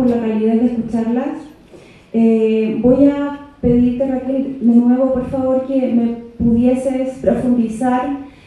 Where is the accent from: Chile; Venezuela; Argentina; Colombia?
Chile; en mi país, Chile